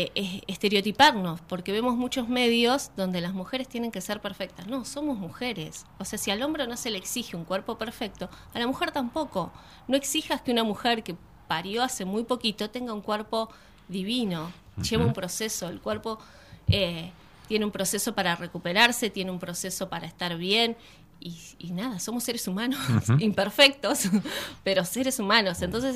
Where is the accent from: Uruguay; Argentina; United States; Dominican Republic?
Argentina; Buenos Aires Province; Y tenés de Jujuy, de Provincia de Buenos Aires, que estoy yo, de Capital Federal.